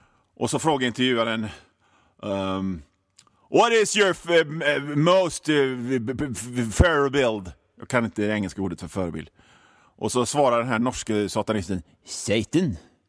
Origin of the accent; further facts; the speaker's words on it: Hönö, Västra Götaland County, Sweden; alla ni gamla öbor som på Hönöcklö, där jag kommer ifrån